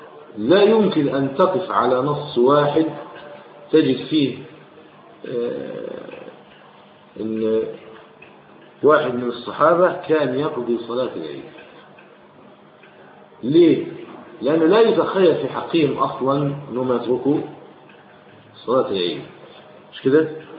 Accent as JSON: {"language": "Arabic", "country": "Egypt", "said": "يعني هل يقال عندنا في مصر 100 مليون بني ادم؟"}